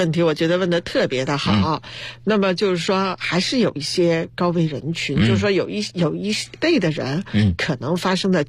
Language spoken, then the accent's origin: Chinese; China; 但是对我们中国人来说呢，穿刺这两个字儿